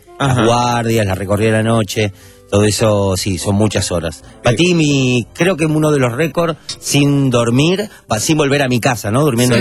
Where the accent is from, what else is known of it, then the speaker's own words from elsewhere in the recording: Uruguay; Y aparte porque soy uruguayo y conocía más o menos Punta del Este.